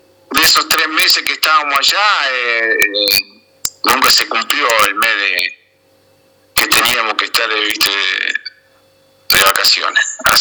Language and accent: Spanish; Rufino, Santa Fe, Argentina; born there; also born or lived in Venado Tuerto; como 50 años estuve en Venado Tuerto. Yo nací en Rufino. Así que de ahí pasé por Santi Spirit un año y después nos instalamos en Venado Tuerto.